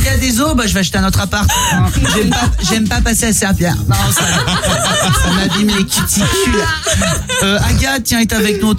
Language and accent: French; Chorges, Provence-Alpes-Côte d'Azur, France; Alors, Chorges. Alors, voilà, je viens des Hautes-Alpes. C'est ouais, vraiment des tout petits endroits. Il n'y a pas beaucoup d'habitants. Mes parents vivent encore là-bas.